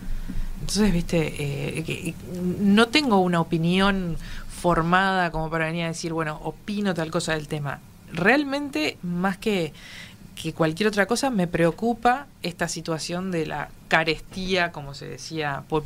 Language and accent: Spanish; Uruguay; Justo yo estuve en Argentina, como muchísimos uruguayos, la semana pasada